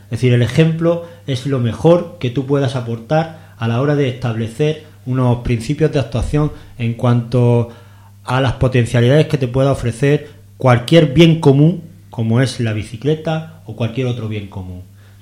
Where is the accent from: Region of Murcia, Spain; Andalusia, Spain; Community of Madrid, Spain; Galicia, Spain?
Region of Murcia, Spain; Murcia; yo, que vengo de Murcia